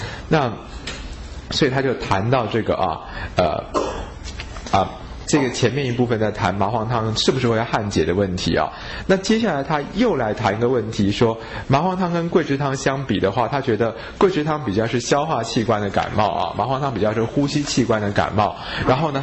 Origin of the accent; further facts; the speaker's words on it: Taiwan; 那相反来讲，对不对？我们台湾人吃药就要小心啊